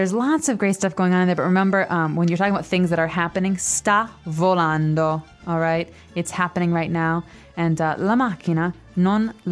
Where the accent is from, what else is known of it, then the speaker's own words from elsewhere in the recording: Chicago, Illinois, United States; But I have to tell you, I'm from Chicago, which is in the Midwest. It's the middle part of America.